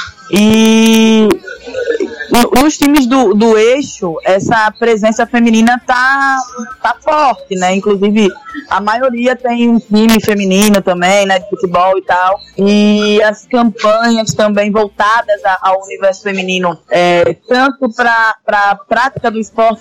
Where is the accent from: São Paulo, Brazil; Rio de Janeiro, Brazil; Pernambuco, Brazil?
Rio de Janeiro, Brazil; Porque eu sou carioca